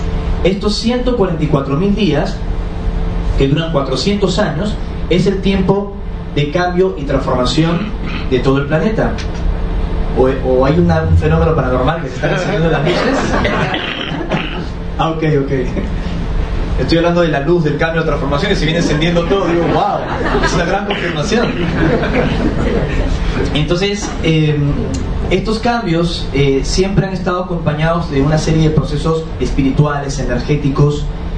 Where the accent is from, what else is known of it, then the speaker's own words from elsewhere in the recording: Lima, Peru; born there; Yo nací en Lima, en Perú, que es una sociedad muy conservadora. Estudié en los Hermanos Maristas. Es un colegio católico, apostólico, ortodoxo, cuadriculado, simétrico y romano.